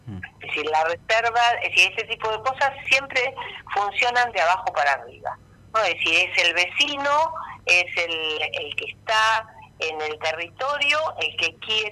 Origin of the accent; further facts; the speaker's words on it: Argentina; como somos los argentinos.